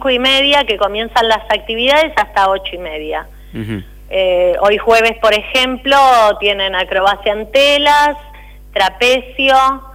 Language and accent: Spanish; Máximo Paz, Argentina; volvieron a mi pueblo, a Máximo Paz